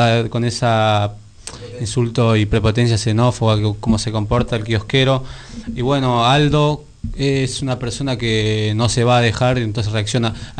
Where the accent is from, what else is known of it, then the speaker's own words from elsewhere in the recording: Bolivia; hay muchas personas que somos, los bolivianos somos muy, hay muchos, son muy sumisos